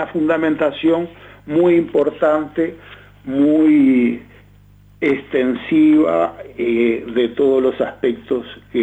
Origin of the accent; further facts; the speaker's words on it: Uruguay; ¿quiénes somos, los uruguayos o las petroleras?